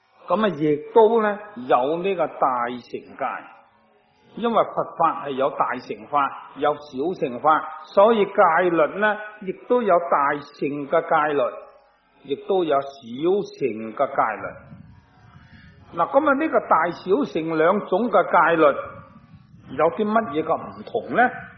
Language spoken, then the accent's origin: Cantonese; Guangdong, China; 我哋广东人话叫做和顺榄啊，即系外省人说嗰啲金榄啊。